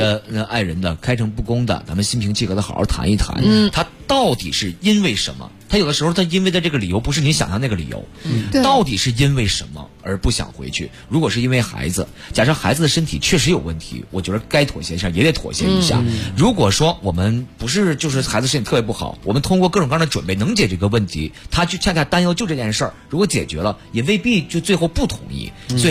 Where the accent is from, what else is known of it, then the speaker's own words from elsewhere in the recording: Hubei, China; now in Beijing, China; 我们是湖北人，除了过年常年在北京，现在家里呢有2位80多岁的老人在家